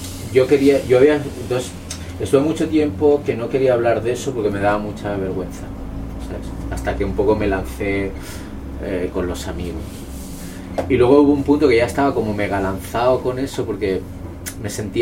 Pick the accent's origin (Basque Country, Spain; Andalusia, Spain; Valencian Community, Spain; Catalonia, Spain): Catalonia, Spain; Ripollet; Yo soy de Ripollet, que es un pueblo de la periferia de Barcelona, pueblo migrante, gente de Andalucía, gente de Extremadura, gente manchega y murcianos